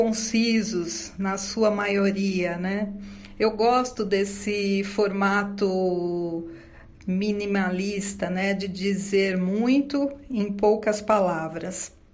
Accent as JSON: {"language": "Portuguese", "region": "São Paulo", "country": "Brazil", "tie": "born or raised there", "said": "nasci em São Paulo, capital. Sou filha de nordestinos, com muito orgulho. Meus pais eram baianos. Moro na zona leste dessa mega cidade desde que nasci."}